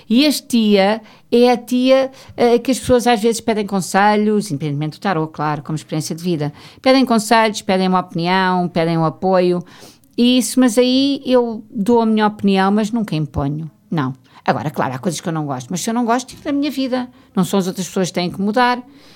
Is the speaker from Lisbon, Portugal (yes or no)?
yes; Ericeira, Lisbon, Portugal; Eu chegar à Ericeira, que foi um sítio onde eu cresci, onde meus pais tinham casa de férias